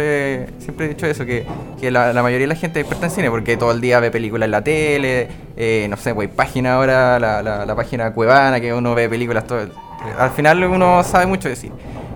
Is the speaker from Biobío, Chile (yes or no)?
no; Curacautín, Araucanía, Chile; now in Temuco, Chile; Soy de acá de Curacautín. Actualmente resido en la ciudad de Temuco.